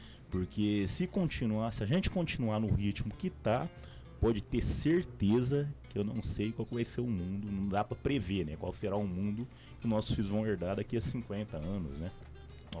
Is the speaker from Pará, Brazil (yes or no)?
no; Ribeirão Preto, São Paulo, Brazil; Eu sou de Ribeirão Preto